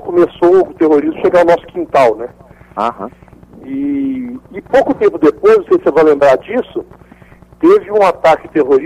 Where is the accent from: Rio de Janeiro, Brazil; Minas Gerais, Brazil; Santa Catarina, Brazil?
Minas Gerais, Brazil; Belo Horizonte; Sou de Belo Horizonte.